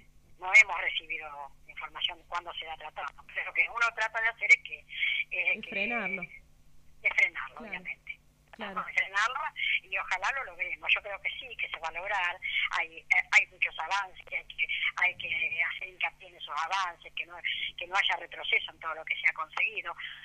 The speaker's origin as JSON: {"language": "Spanish", "town": "Los Toldos", "region": "Buenos Aires Province", "country": "Argentina", "said": "No, realmente yo soy de Los Toldos"}